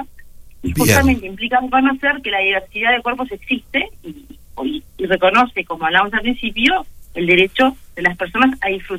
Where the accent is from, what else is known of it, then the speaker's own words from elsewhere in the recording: Uruguay; saber qué talles somos los uruguayos